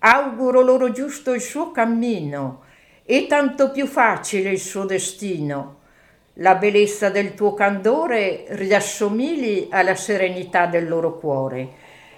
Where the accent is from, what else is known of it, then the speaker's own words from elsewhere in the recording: Besenello, Trentino-Alto Adige, Italy; Sì, sono da Besenelle